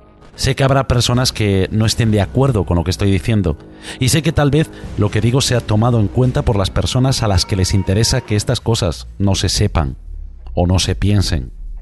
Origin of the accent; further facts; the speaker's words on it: Galicia, Spain; yo soy gallego, por lo tanto soy español, y os aseguro que durante los 42 años de mi vida